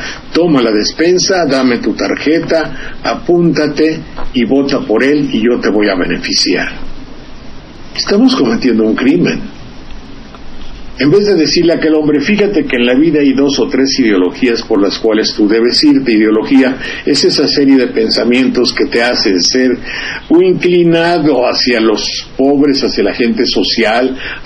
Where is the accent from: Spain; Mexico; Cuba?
Mexico; Xalapa, Veracruz; Soy de Jalapa, y los chiles jalapeños, que ya hoy no se hacen, son reconocidos en muchas partes.